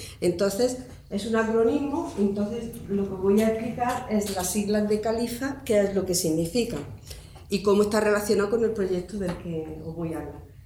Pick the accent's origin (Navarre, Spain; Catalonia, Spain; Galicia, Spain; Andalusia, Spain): Andalusia, Spain; Bueno, somos andaluces y lo primero que nos vendría a la cabeza